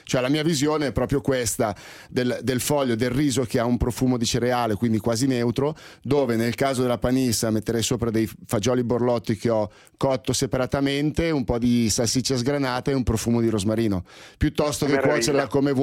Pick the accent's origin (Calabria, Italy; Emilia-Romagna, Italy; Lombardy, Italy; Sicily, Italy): Lombardy, Italy; Milan; qua ti parlo da milanese